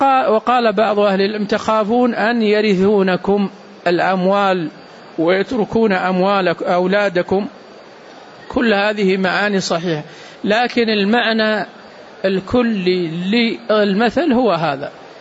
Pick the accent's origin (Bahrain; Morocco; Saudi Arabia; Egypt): Saudi Arabia; عندنا في السعودية كان ملك اليمين موجود